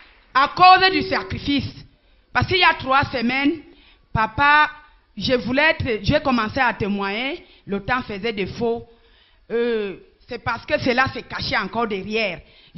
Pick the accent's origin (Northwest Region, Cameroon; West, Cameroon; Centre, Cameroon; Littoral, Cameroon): Centre, Cameroon; Ombessa; Je suis donc descendue chez moi à Ombessapuro, la sensibilisation.